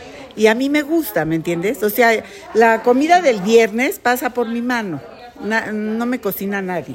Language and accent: Spanish; Mexico City, Mexico; born there; Yo nací en la Ciudad de México el primero de junio de 1948.